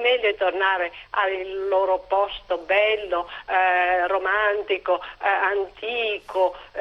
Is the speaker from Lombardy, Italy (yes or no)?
yes; Milan, Lombardy, Italy; io sono milanese, nata, cresciuta e penso che morirò a Milano.